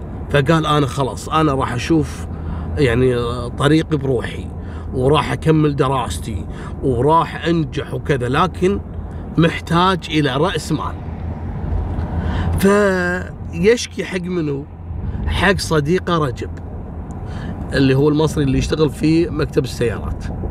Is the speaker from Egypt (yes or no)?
no; Kuwait; لكن عندنا في الكويت كانت هذه أول حادثة تحصل